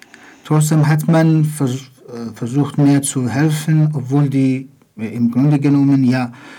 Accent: Iran; German is a second language; moved away as an adult; now in Berlin, Germany; Ich komme aus dem Iran. Bin 1948 geboren. Ich lebe seit ca. 32 Jahren in Berlin

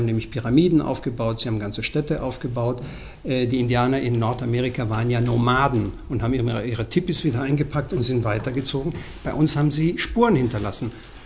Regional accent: Mexico; German is a second language; Allein meine Heimat, also Mexiko, hat ja die größte Anzahl an verschiedenen Kulturen, die es überhaupt auf dem ganzen amerikanischen Kontinent gibt.

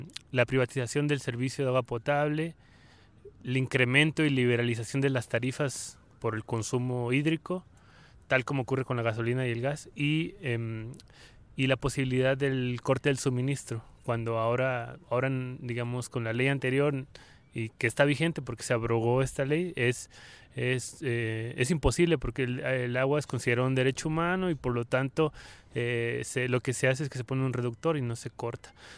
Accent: Mexicali, Baja California, Mexico; también de Mexicali

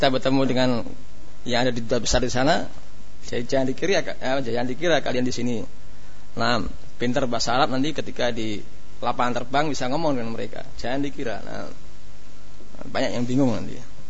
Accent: Java, Indonesia; sebagaimana kita orang Jawa enggak paham bahasa Sunda.

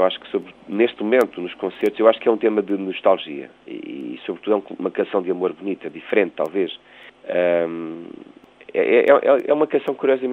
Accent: Costa da Caparica, Setúbal, Portugal; na praia onde nós crescemos, perdão, aqui na Costa da Caparica, num bar bonito.

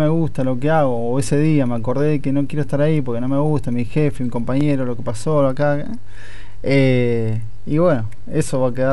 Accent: Buenos Aires, Argentina; No, yo soy de Buenos Aires.

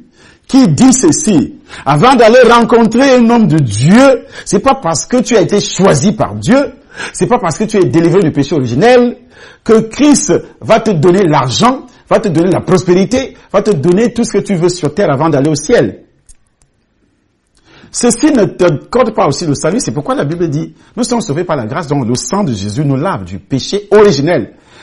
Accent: Cameroon; first language Ewondo; French is a second language; moi, je suis Camerounais et ma langue, c'est le Hondo, le Béti.

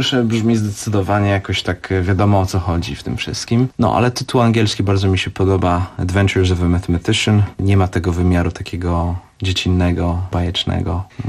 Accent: Switzerland; first language French; Polish is a second language; Ja jestem Szwajcarem francuskojęzycznym, tak jest.

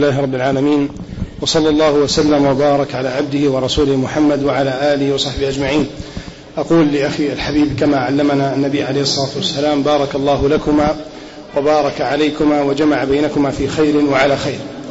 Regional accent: Alexandria, Alexandria Governorate, Egypt; أنا اسكندراني ولا أخاف الحمد لله.

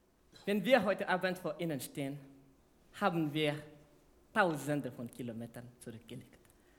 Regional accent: Madagascar; German is a second language; Wir stammen aus Fianarivo, in der Nähe von Antananarivo, Hauptstadt von Madagaskar, eine schöne Insel in der Indischen Ozean.

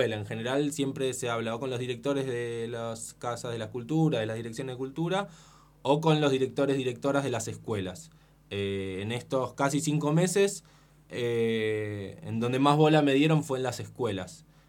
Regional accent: Buenos Aires, Argentina; Y la verdad es que yo soy de Buenos Aires, y en Buenos Aires hay bastante actividad en relación al teatro de títeres.

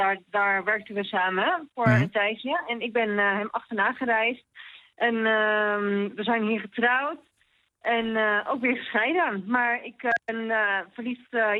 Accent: Netherlands; En ik kom uit een heel klein dorp.

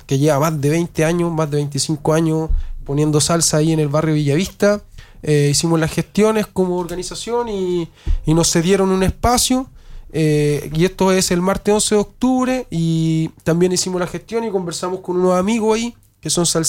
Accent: Santiago Metropolitan Region, Chile; es comunidad, es familia, somos de aquí de La Caro

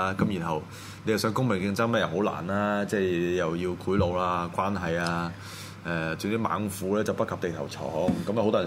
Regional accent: Hong Kong; 中國政府中國就逼我哋香港人咧就接受佢哋嗰套文化

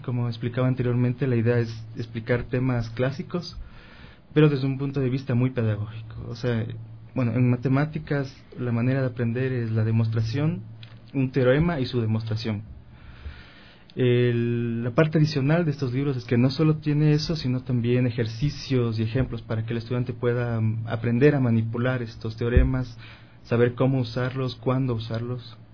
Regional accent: Quito, Pichincha, Ecuador; Sí, quiteño.

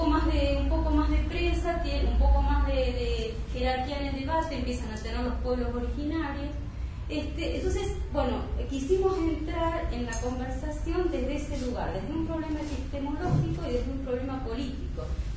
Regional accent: Neuquén, Argentina; yo soy de Neuquén, también como Ariel, trabajo en la Universidad de Comahue, soy militante feminista de la colectiva La Revuelta

